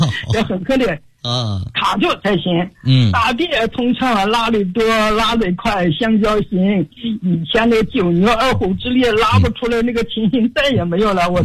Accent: Foshan, Guangdong, China; 我来自广东佛山，今年已经84周岁了。

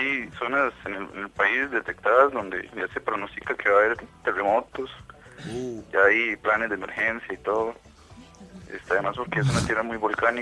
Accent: Tres Ríos, Cartago, Costa Rica; No, yo soy de aquí, de Tres Ríos, de la provincia de Cartago, el Valle Central, que llaman. Vivo en el puro centro del Istmo. Es como la zona fría del país, vivo entre las montañas.

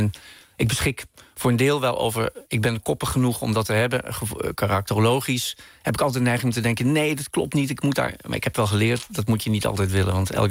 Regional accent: Bergen op Zoom, North Brabant, Netherlands; wat ik zelf in de stad, in dit geval Berg op Zoom, waar ik opgroeide, zag

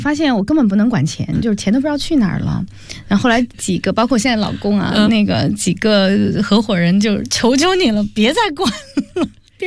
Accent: Chengdu, Sichuan, China; 你知道我们成都人没有辣的我吃不下东西的，

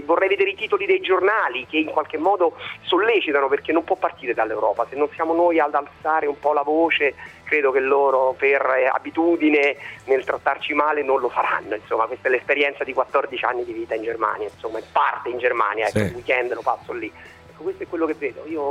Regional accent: Rome, Lazio, Italy; Io sono di Roma, vivo al centro di Roma e sono sposato con una tedesca

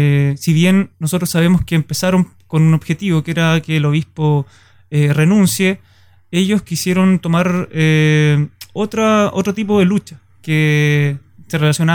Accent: Valdivia, Los Ríos, Chile; Yo soy de Valdivia, estudio en Valdivia, pero tuve la oportunidad de trabajar en esta ciudad

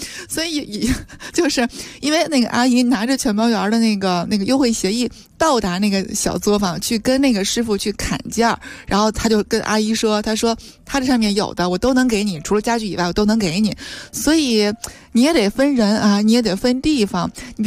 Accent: Tianjin, China; 因为我是天津人嘛

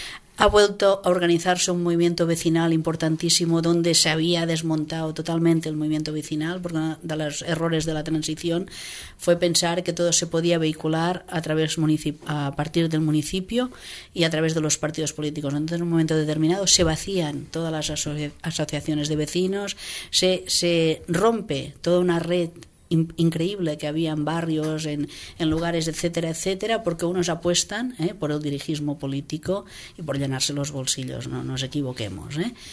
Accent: Catalonia, Spain; Yo soy del Baix Llobregat. O sea, que si aquí buscamos pedigrí, yo soy del barrio de … O sea, que de San Ildefonso.

